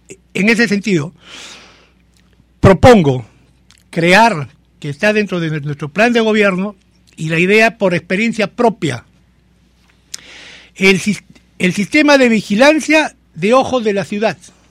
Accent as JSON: {"language": "Spanish", "town": "Miraflores", "region": "Lima", "country": "Peru", "tie": "born or raised there", "said": "soy nacido en Miraflores. Soy un verdadero miraflorino, jugado en las calles con la tranquilidad y la seguridad que se vivía en el distrito. He estudiado en un colegio del distrito, el Colegio San José de Miraflores. Me bauticé en la Iglesia Asunción."}